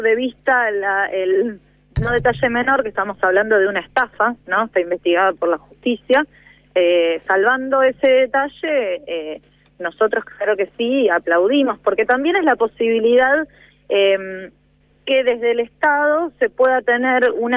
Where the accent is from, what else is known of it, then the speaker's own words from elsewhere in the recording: Argentina; nosotros y nosotras como pueblo argentino